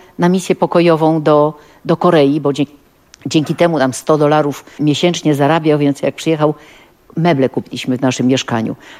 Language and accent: Polish; Gdańsk, Pomeranian Voivodeship, Poland; bo jestem gdańszczanką